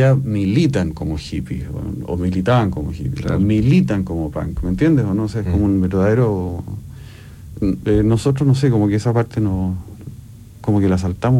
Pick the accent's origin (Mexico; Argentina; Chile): Chile; Nosotros somos latinos, ¿no? O sea, de los chilenos.